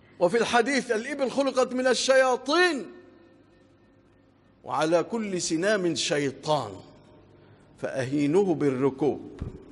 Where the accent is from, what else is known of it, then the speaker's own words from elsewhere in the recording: Egypt; اللهم اجعل بلادنا مصر آمنة مطمئنة